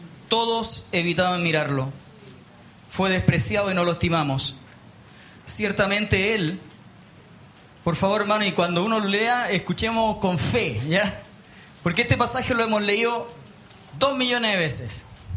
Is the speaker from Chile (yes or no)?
yes; Punta Arenas, Magallanes, Chile; born there; also born or lived in Tierra del Fuego; yo nací en Punta Arenas. y viví en Tierra del Fuego durante 3 años y medio, en la prehistoria, cuando era niño